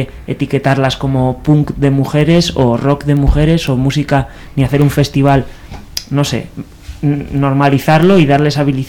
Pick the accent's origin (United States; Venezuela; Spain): Spain; Bilbao, Basque Country; yo soy de Bilbao, no soy argentino ni nada.